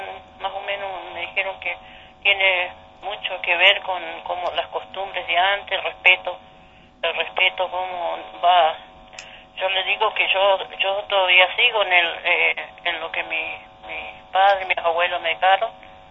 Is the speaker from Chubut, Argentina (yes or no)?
yes; Rincón de Lobos, Chubut, Argentina; now in El Bolsón, Argentina; Sí, yo soy nacida y criada en el Rincón de Lobos, pero me invitaron a ver cómo había sido antes. Lo que pasa es que yo hace ya 30 años que estoy acá en Bolsón, pero pero bueno, me crié ahí.